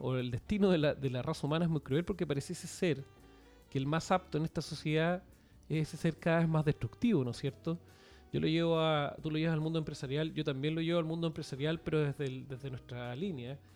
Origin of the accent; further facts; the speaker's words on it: Chile; Nosotros somos de Chile